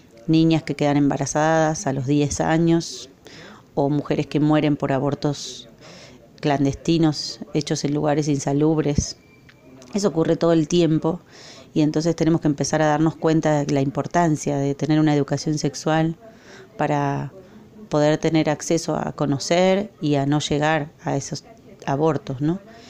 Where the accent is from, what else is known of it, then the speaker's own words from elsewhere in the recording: Argentina; now in Costa Rica; Soy argentina y hace un año que estoy en Costa Rica.